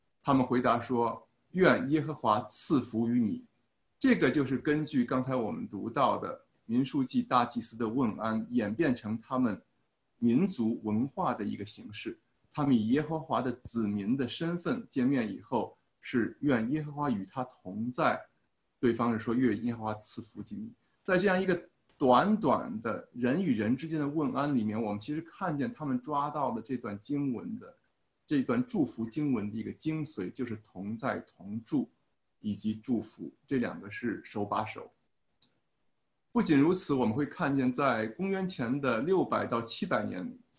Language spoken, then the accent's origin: Chinese; China; 比方像我们中国人传统的话呢，我们会见了面